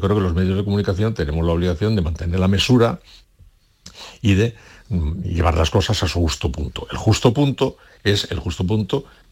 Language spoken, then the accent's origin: Spanish; Basque Country, Spain; yo fui a Sevilla siendo muy vasco y salí de Sevilla siendo más vasco todavía. Que salí vasco enriquecido.